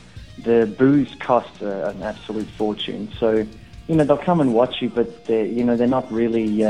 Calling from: Perth, Western Australia, Australia; I'm calling from Perth, Australia.

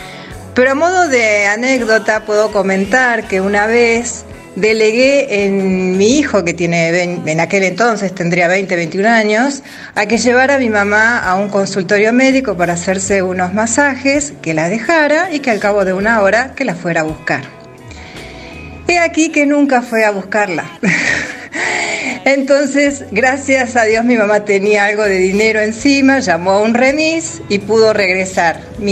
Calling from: Florencio Varela, Buenos Aires Province, Argentina; de Florencio Varela.

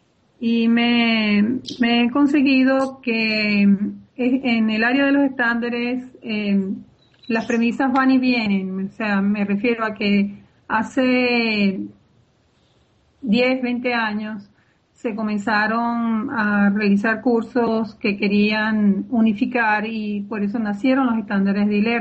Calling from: Caracas, Capital District, Venezuela; Yo estoy en Caracas, en Venezuela.

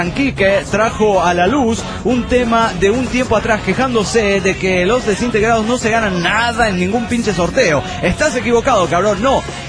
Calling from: Querétaro, Mexico; de Querétaro, México.

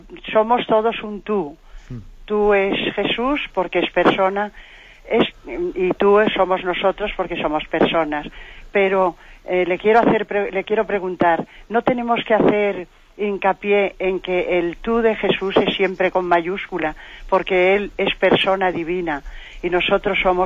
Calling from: Madrid, Community of Madrid, Spain; de Madrid.

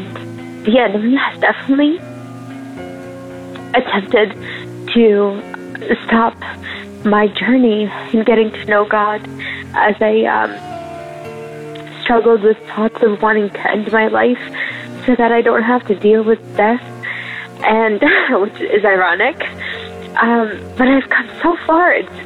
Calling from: Canada; I'm calling from Canada.

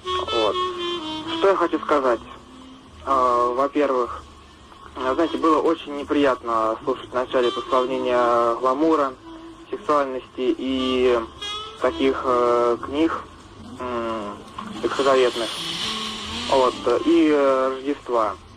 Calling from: Voronezh, Voronezh Oblast, Russia; Я звоню вам из Воронежа.

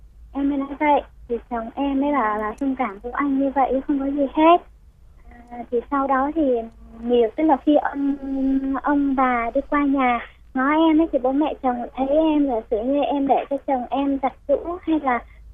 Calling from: Dĩ An, Bình Dương, Vietnam; em đang ở Dĩ An, Bình Dương ạ.

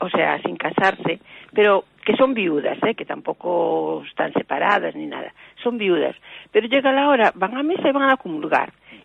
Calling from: A Coruña, Galicia, Spain; de La Coruña.

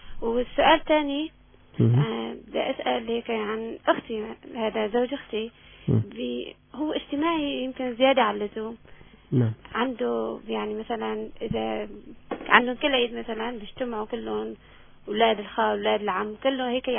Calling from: Aleppo, Aleppo Governorate, Syria

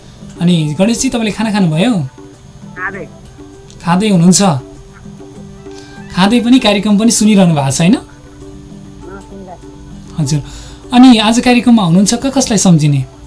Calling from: Ichchhakamana, Bagmati, Nepal; इच्छा कामनाबाट

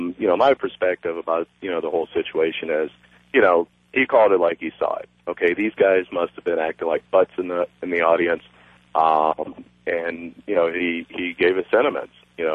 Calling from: Arizona, United States; I'm from Arizona. I'm African American.

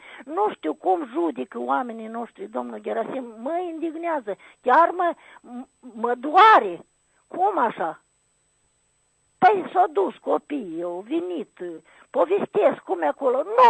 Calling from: Rîșcani, Rîșcani District, Moldova; din Râșcani.

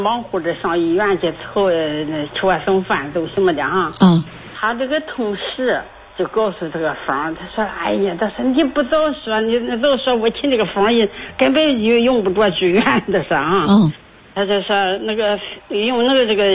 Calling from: Weifang, Shandong, China; 我是潍坊的。

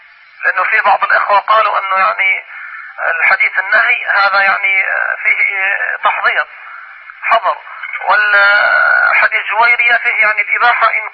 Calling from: Mecca, Makkah Province, Saudi Arabia; شيخ أنا بكلمك يعني من مكة

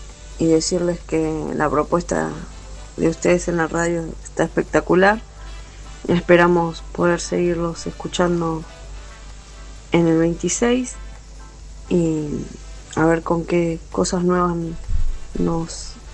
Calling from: Quilmes, Buenos Aires Province, Argentina; de Quilmes.

